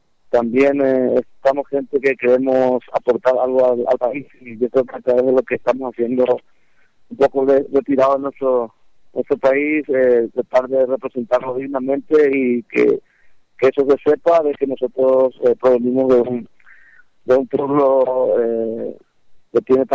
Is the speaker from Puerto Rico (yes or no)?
no; Atyrá, Cordillera, Paraguay; also born or lived in San Lorenzo; yo nací en Atirá en el año 1964, y prácticamente hice todo lo que corresponde a la etapa primaria. A muy temprana edad, yo me mudé con mis tíos y abuelos en San Lorenzo.